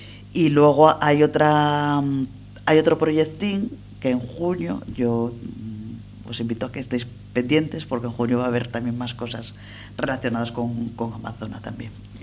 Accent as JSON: {"language": "Spanish", "town": "El Entrego", "region": "Asturias", "country": "Spain", "tie": "born or raised there", "said": "soy del Entrego, con lo cual, una presentación en casa, con gente con la que comparto muchas cosas de reivindicaciones y demás, y con la gente con la que me crié."}